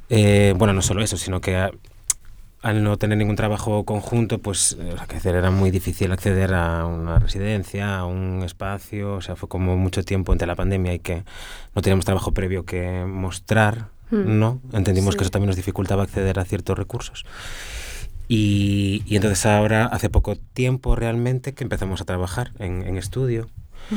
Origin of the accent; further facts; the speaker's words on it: Vigo, Galicia, Spain; Elena de Extremadura, yo de Galicia. Como de Vigo, como